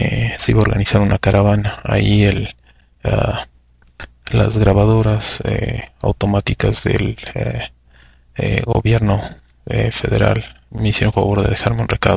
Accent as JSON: {"language": "Spanish", "country": "Mexico", "said": "¿Está involucrado el sentimiento de ser mexicano? ¿Qué es lo que nos define como mexicanos?"}